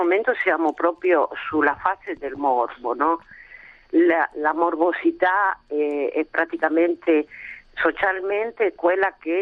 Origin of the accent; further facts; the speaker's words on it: Argentina; now in Italy; Sono argentina, sono 20 anni che abito qua in Italia, sono italiana, mio nonno era italiano.